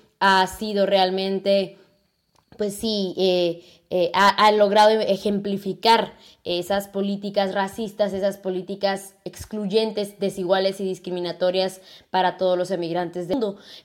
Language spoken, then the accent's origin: Spanish; Guatemala; de Guatemala, de periodista independiente.